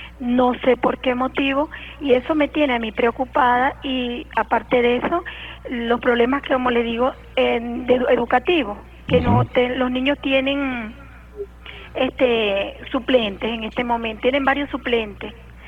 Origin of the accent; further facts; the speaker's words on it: Baruta, Miranda, Venezuela; born there; now in La Victoria, Venezuela; yo nací allá en Baruta, pero yo me casé y me vine para acá.